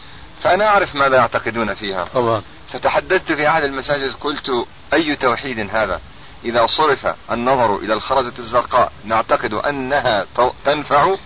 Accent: Ramallah and al-Bireh Governorate, Palestine; بل الرجل الآن ينام في قريتنا ومن قضاء نابس، ونحن من قضاء رام الله

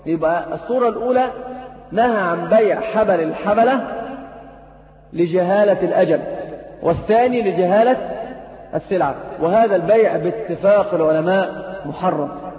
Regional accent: Egypt; أيضا عندنا في مصر شيء اسمه النقطة

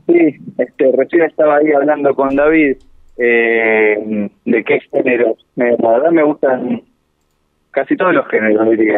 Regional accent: Buenos Aires, Argentina; soy de Buenos Aires. Trabajo en un hospital de Buenos Aires y vine 3 meses a trabajar acá a los distintos dispositivos del Servicio de Salud Mental de Bariloche.

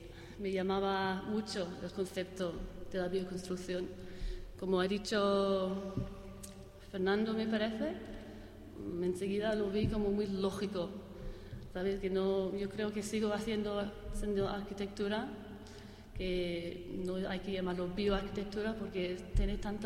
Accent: Glasgow, Scotland, United Kingdom; Spanish is a second language; Primero, soy de Glasgow

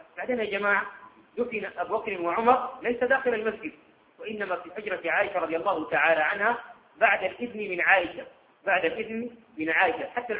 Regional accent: Sudan; عندنا في السودان

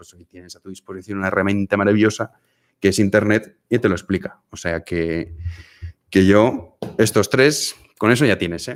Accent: Valencia, Valencian Community, Spain; En mi caso, claro, porque soy de Valencia. Y ya está, no hablo más idiomas. Bueno, pero empecé a aprender un poco de chino.

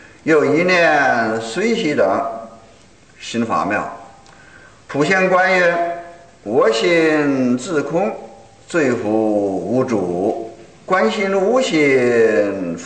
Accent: China; 那可不是像我们中国人说的，才高八斗，学富五车

